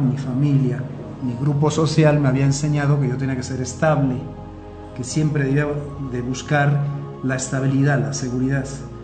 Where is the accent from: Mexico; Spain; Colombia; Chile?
Spain; yo soy originario de España y gran parte del año me lo pasaba en Asturias, que es la zona del norte de España, y estaba cerca del mar.